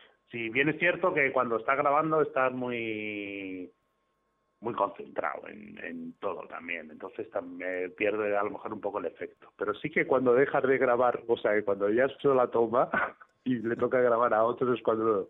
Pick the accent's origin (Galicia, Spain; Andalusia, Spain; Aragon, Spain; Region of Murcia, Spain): Region of Murcia, Spain; Yo sé que soy de Murcia, pero...